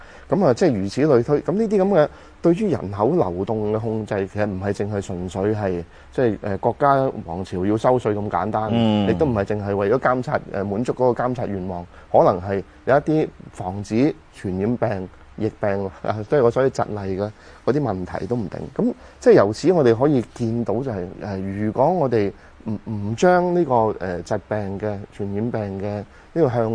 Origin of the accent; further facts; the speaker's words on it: China; 我哋中國人有一句説法就係人生七十古來稀